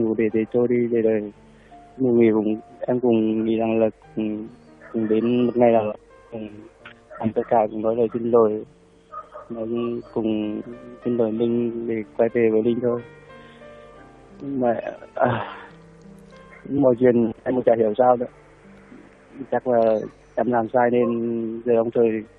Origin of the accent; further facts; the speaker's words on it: Hà Tĩnh, Vietnam; Dạ, em ở Hà Tĩnh ạ.